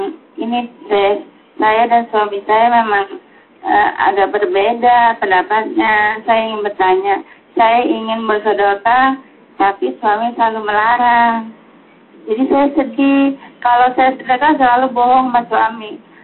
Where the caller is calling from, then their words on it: Tangerang, Banten, Indonesia; Saya dari Tangerang.